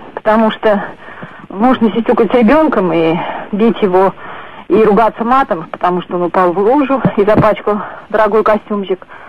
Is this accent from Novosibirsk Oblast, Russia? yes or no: no; Samara, Samara Oblast, Russia; Я из Самары.